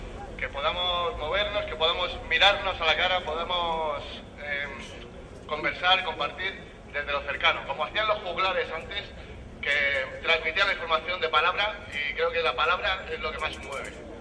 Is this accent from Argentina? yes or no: no; Madrid, Community of Madrid, Spain; porque soy de este barrio, yo soy de Usera, de toda la vida.